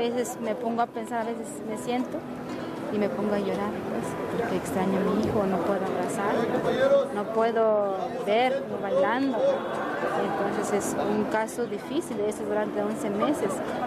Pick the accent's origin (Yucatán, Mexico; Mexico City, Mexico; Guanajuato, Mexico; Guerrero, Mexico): Guerrero, Mexico; Alpuyacancingo de las Montañas; Soy de la comunidad de Alpuyacancingo de las Montañas, municipio de Bocutzingo, Guerrero.